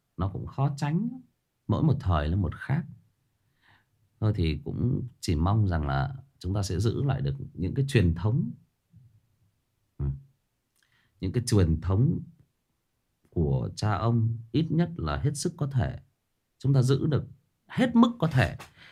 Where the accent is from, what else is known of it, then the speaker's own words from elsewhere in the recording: Thai Nguyen, Vietnam; Tôi thiệt thòi hơn nhiều anh chị em là tôi xa quê. Bố mẹ tôi thì quê gốc ở Hưng Yên, lên lập nghiệp ở trên Thái Nguyên. Và anh chị em tôi là được sinh ra và lớn lên ở đây.